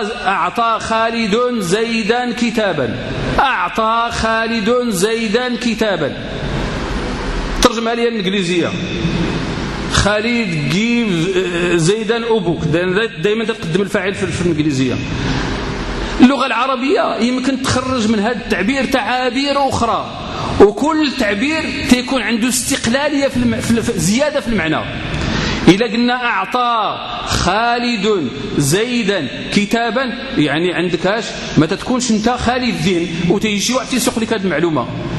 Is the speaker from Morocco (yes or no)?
yes; Morocco; احنا عندنا في المغرب نيت الآن اللغة فين في المخرى دابا الآن عندنا احنا اللي تنقولوا احنا